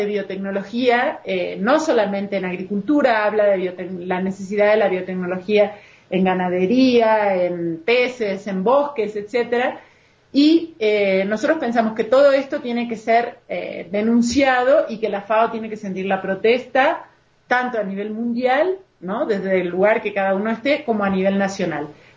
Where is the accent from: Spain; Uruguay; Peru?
Uruguay; now in Mexico; De por sí trabajo en México, pero soy uruguaya.